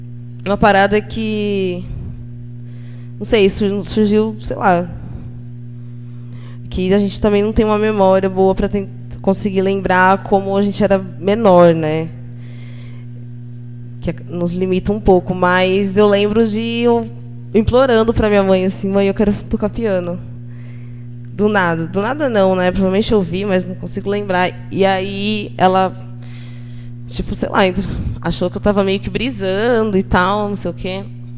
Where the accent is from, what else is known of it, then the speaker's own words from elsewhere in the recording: Jaú, São Paulo, Brazil; moved away as an adult; now in São Carlos, Brazil; Eu sou de Jaú, que fica uma hora e quinze daqui de São Carlos. É uma cidade bem menor, que tem mais ou menos uns 140 mil habitantes. Eu nasci e cresci lá. Fiquei até os 22